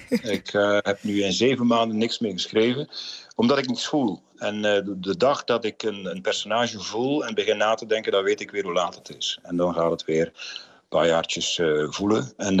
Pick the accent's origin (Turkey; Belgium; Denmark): Belgium; West Flanders; moved away as an adult; now in Netherlands; Ik ben West-Vlaming van nature. Wij zijn dus redelijk uitbundig daar. Maar ik woon nu al 20 jaar in Zeeuws-Vlaanderen. En ik heb misschien een beetje van de Zeese nuchterheid overgenomen.